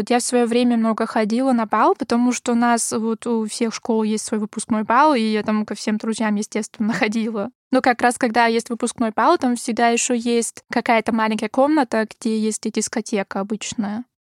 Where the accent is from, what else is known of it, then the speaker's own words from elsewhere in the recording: Graz, Styria, Austria; я из Граца, ну, этот город, это второй по величине в Австрии.